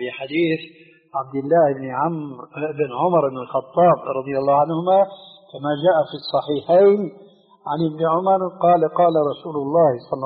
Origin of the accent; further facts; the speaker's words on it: Syria; عندنا في الشام يسمى المقدمة بالتذكير، ويقلب الذال إلى دال